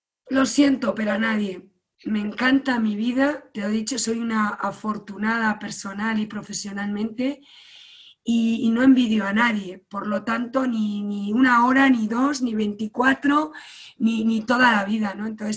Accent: Galicia, Spain; Yo soy gallega. En general los españoles somos mucho de contacto, pero los gallegos ya nos pasamos.

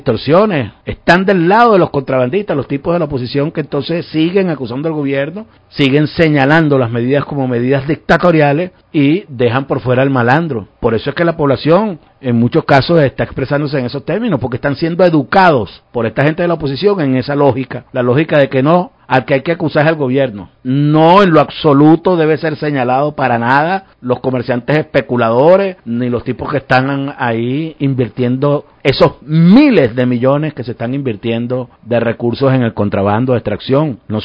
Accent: Venezuela; Eso es lo que nos corresponde con responsabilidad como venezolanos.

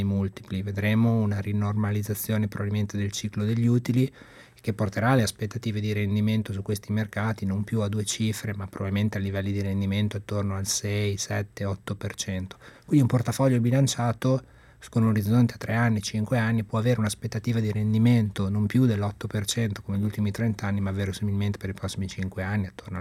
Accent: Imola, Emilia-Romagna, Italy; io sono originario di Imola e quindi siamo a 30 km di distanza

